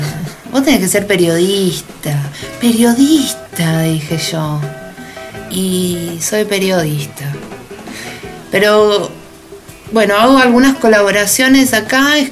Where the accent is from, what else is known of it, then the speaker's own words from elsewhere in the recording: Argentina; moved away as an adult; me habían pedido que grabe con mi voz de Argentina, que aparte nuestro acento es recotizado.